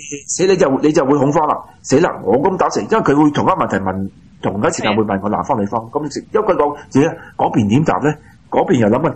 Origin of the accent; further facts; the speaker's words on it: Australia; 我哋澳洲人去為咗啲人喺外來人辦假結婚